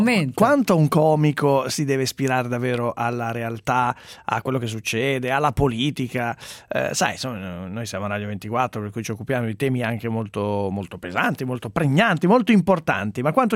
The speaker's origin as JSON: {"language": "Italian", "town": "Milan", "region": "Lombardy", "country": "Italy", "said": "anch'io che sono di Milano"}